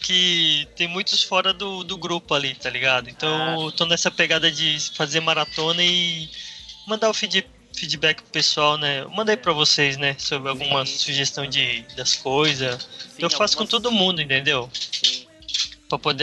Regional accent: Paraná, Brazil; Ah, então, eu também sou do Paraná, né?

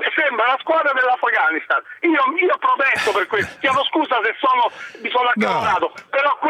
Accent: Rome, Lazio, Italy; io adoro Napoli perché è una città meravigliosa, sono romano e adoro Roma e come tutta l'Italia

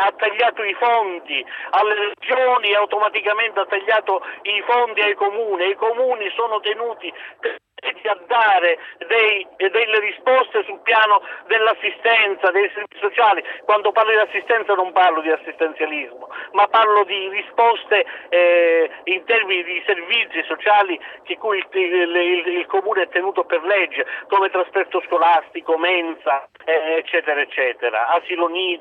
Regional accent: San Lorenzo del Vallo, Calabria, Italy; Il mio paese si chiama San Lorenzo del Vallo, sì

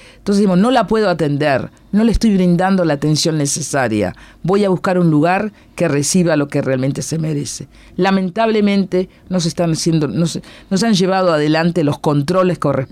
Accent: Cerro Largo, Uruguay; Yo soy de Cerro Largo, fuimos a Cerro Largo, pero fuimos a la localidad de Río Branco.

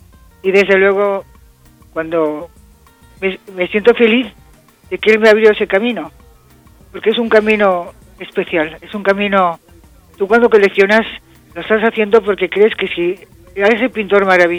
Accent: Spain; no solamente porque soy española y están en España

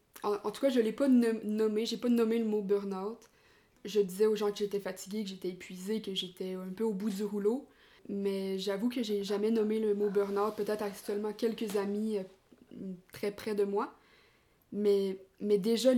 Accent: Quebec, Canada; Déjà comme on peut l'entendre, je suis québécoise. Donc, j'arrive tout juste du Québec. Je suis en France actuellement pour faire du woofing

